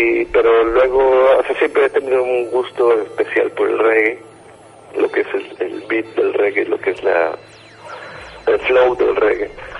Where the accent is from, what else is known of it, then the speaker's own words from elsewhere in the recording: Veracruz, Mexico; now in Playa del Carmen, Mexico; En Playa tengo como 4 años más o menos. Antes estaba en Veracruz, yo soy jarocho para toda la banda